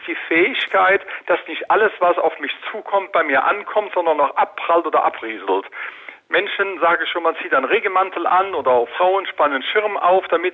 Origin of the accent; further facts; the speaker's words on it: Cologne, North Rhine-Westphalia, Germany; Und wir wollten auch nicht in Köln, wir sind Kölner